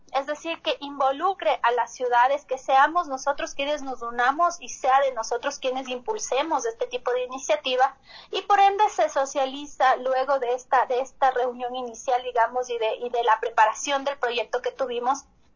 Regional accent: Quito, Pichincha, Ecuador; nosotros como quiteños

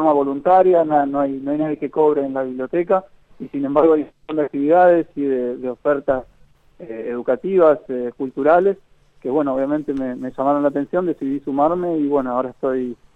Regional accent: Buenos Aires, Argentina; now in Lago Puelo, Argentina; Yo que vengo de Buenos Aires, así que conozco, digamos, cómo es la vida en Buenos Aires y esta vida. Decidí mudarme, particularmente yo, ¿no? Es mi historia. Y apenas llegué a Lago Puelo, es una vida mucho más tranquila, mucho más amistosa.

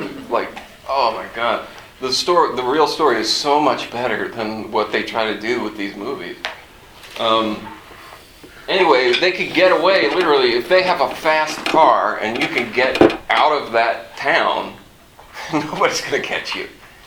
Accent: Maryland, United States; like, for instance, I come from Maryland, and I know that in the black community, it's sometimes referred to as scary land.

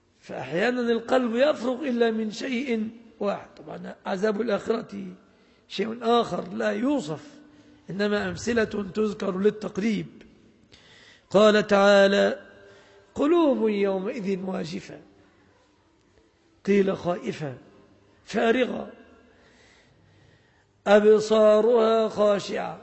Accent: Egypt; أن تسلم بلادنا مصر وأن يسلم أهلها

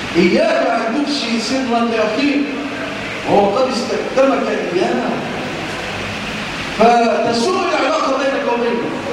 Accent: Egypt

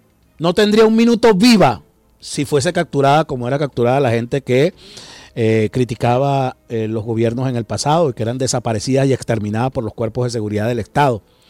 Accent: Venezuela; Es verdaderamente terrible que nos suceda eso como venezolanos

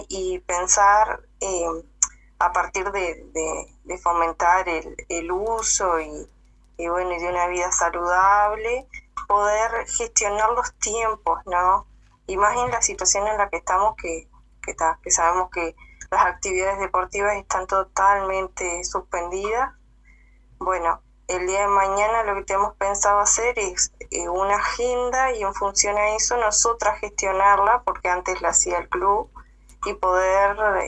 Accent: Cerro Colorado, Florida, Uruguay; somos un grupo de la localidad acá de Cerro Colorado porque no somos de Florida, sino que de un pueblo de Cerro Colorado.

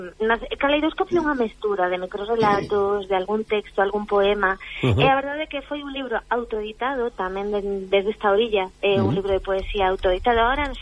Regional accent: Pontevedra, Galicia, Spain; first language Spanish; Galician is a second language; Eu, o galego, por desgraza, ainda que somos galegos, ás veces, eu empecé a estudiar lingua galega en sexto de primaria

